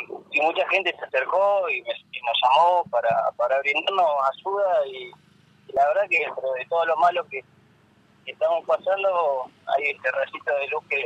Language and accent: Spanish; Comodoro Rivadavia, Chubut, Argentina; Sí, yo soy de Comodoro y mi novia es de Sarmiento. Nosotros somos del sur, de la provincia de Chubut.